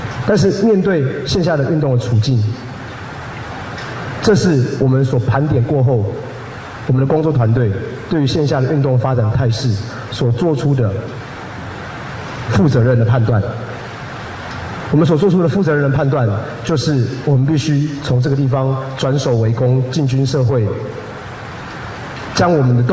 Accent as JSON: {"language": "Chinese", "country": "Taiwan", "said": "也让我们台湾人自己知道，过去几年来，甚至过去400年来"}